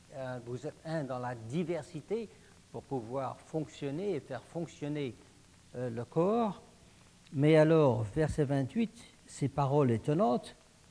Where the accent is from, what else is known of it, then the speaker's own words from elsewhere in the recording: Paris, Île-de-France, France; born there; Moi, je suis né en France, à Paris, et ma nationalité est française